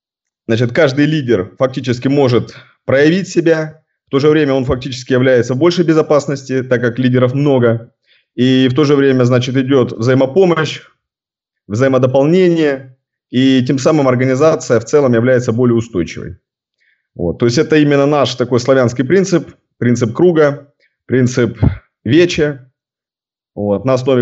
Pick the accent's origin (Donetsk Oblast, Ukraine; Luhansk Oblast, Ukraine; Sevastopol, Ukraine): Sevastopol, Ukraine; Родился я в Севастополе, вырос в Севастополе, учился здесь. На данный момент мне 31 год полный.